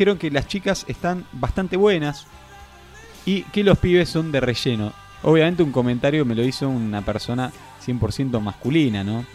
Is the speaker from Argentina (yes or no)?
yes; Argentina; No quisiera saber cómo se dice otra cosa que por definición los argentinos conocemos como vasca, ¿no?